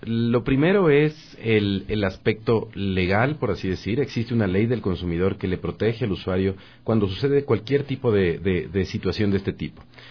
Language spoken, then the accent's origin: Spanish; Ecuador; Nosotros sí tenemos, como ecuatorianos, la posibilidad de reclamar un servicio de calidad y devolver los productos.